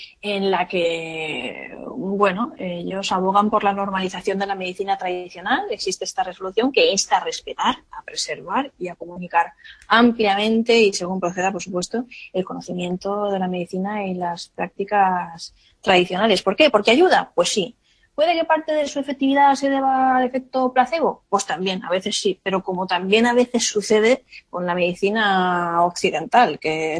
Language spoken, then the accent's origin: Spanish; Alicante, Valencian Community, Spain; Nosotros somos alicantinos